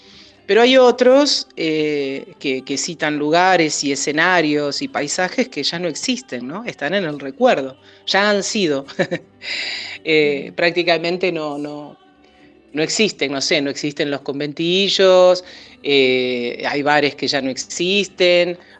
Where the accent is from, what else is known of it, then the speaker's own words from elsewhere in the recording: Buenos Aires, Argentina; born there; el tango lo conozco porque nací en Buenos Aires, porque lo he vivido, lo he escuchado, lo he cantado